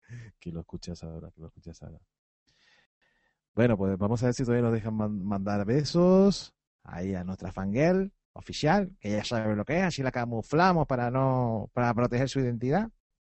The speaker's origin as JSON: {"language": "Spanish", "region": "Canary Islands", "country": "Spain", "said": "como somos canarios, eso sí, lo de canarios no creo que nos hayan quitado de serlo."}